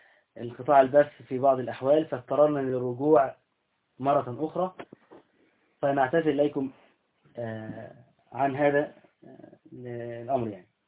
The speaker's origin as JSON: {"language": "Arabic", "country": "Egypt", "said": "عندنا في اهل مصر هنا، واحنا مصريين طبعا ام الدنيا"}